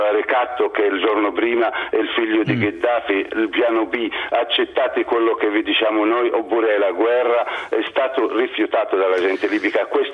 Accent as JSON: {"language": "Italian", "town": "Benghazi", "region": "Cyrenaica", "country": "Libya", "said": "io sono originario di Bengasi"}